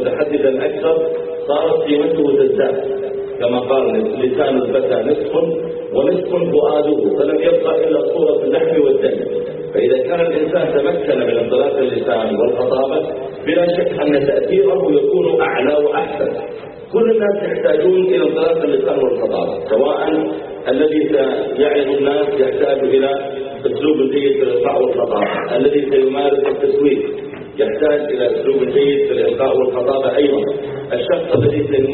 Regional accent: Riyadh, Riyadh Province, Saudi Arabia; هو من أشهر الخطباء عندنا في الرياض

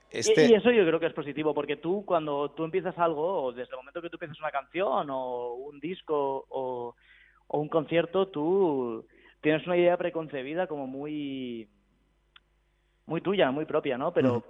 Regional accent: Barcelona, Catalonia, Spain; Nosotros somos de Barcelona.

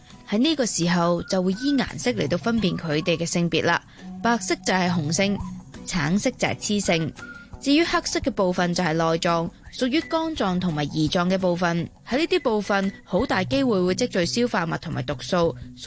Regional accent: Hong Kong; 我哋香港人会叫佢做沙插啦

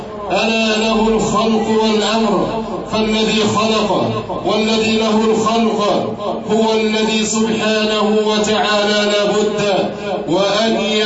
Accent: Egypt; لقد أكرم الله سبحانه وتعالى بلدنا مصر

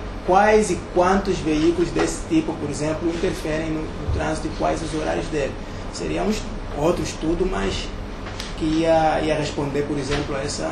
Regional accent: Huambo, Angola; eu sou do AMBO, e o AMBO, ele tinha uma grande oportunidade de ser muito

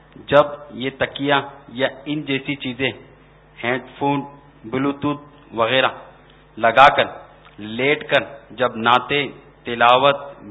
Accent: Karachi, Sindh, Pakistan; میرا تعلق باب المدینہ کراچی سے ہے.

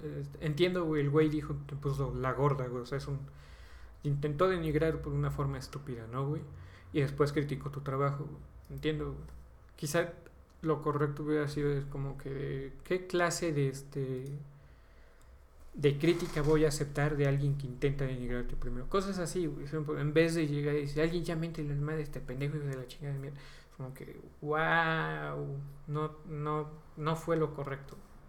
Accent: Mexico; Porque soy mexicano, simplemente tengo que hablar con un ligero acento español.

